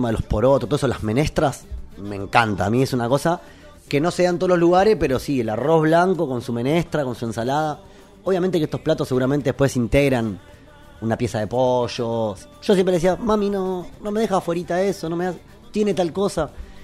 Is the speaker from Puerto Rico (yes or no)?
no; Argentina; cuando llegué, ¿pero qué sos argentino? Sí, pero el perro no tiene nacionalidad